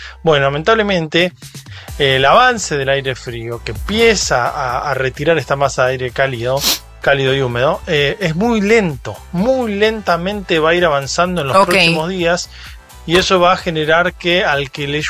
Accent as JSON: {"language": "Spanish", "town": "Bahía Blanca", "region": "Buenos Aires Province", "country": "Argentina", "said": "Yo soy de Bahía Blanca"}